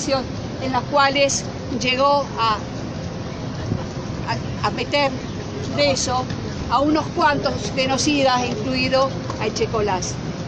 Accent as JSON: {"language": "Spanish", "region": "Córdoba", "country": "Argentina", "said": "Yo soy de Córdoba"}